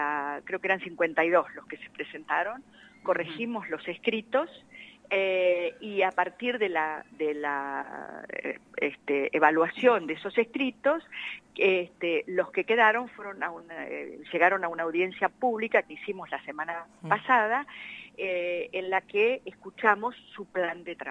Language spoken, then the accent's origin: Spanish; La Pampa, Argentina; en la provincia de La Pampa, que es la que yo represento uh-huh. y de donde vengo